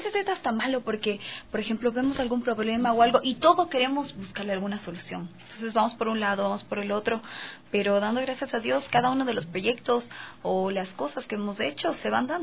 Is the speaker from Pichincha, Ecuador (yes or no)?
yes; Amaguaña, Pichincha, Ecuador; nosotros Amaguaña a veces nos confunden, pero somos del Cantón Quito. Yo de verdad que mi parroquia, soy enamorada de mi parroquia.